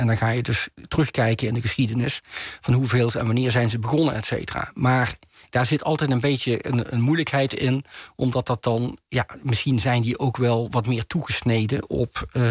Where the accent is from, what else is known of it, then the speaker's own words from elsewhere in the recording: Maastricht, Limburg, Netherlands; en ik kom zelf van Maastricht af oorspronkelijk